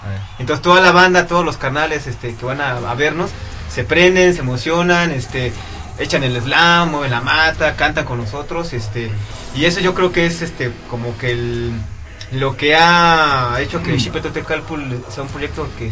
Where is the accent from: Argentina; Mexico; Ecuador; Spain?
Mexico; en el metal no existe algo que como mexicanos nos identifique musicalmente